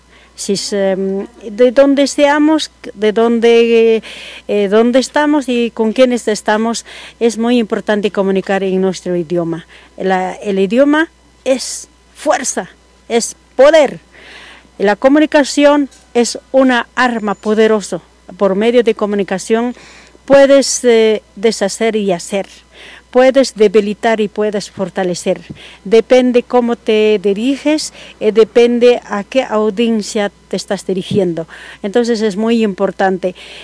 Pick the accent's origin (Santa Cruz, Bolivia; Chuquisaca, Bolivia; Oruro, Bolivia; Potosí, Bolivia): Potosí, Bolivia; also born or lived in Cochabamba; now in La Paz, Bolivia; vengo de Bolivia, del departamento, soy departamento de Potosí, pero actualmente radico, antes radicaba en Cochabamba, ahora estoy radicando en el departamento de La Paz